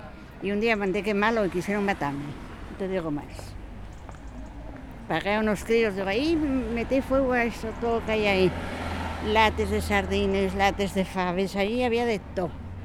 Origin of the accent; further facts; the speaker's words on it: La Pereda, Asturias, Spain; also born or lived in Brussels; soy de La Pereda, de la parte de Mieres, marché para Bruselas